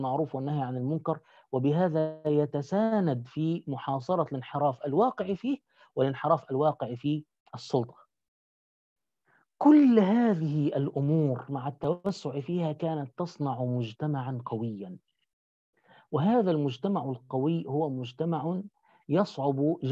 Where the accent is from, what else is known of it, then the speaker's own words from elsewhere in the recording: Egypt; فنحن عندنا في مصر لم ينتهي نظام الوقف إلا مع نابليون ثم مع محمد علي